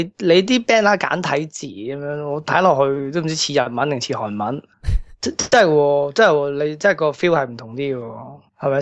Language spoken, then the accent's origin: Cantonese; Hong Kong; 可能我哋香港人咧，头先